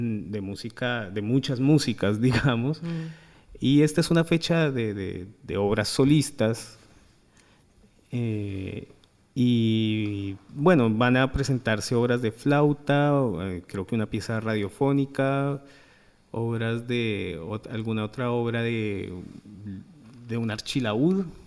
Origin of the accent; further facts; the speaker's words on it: Colombia; now in Argentina; Bueno, yo soy colombiano, vivo acá hace mucho